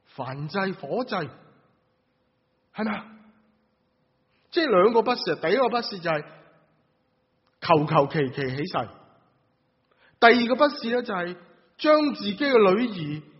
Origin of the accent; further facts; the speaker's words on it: Guangdong, China; 我们广东人说誓愿吃生菜